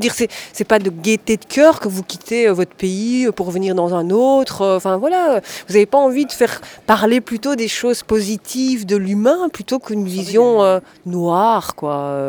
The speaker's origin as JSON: {"language": "French", "country": "Belgium", "tie": "born there", "said": "je suis née ici en Belgique"}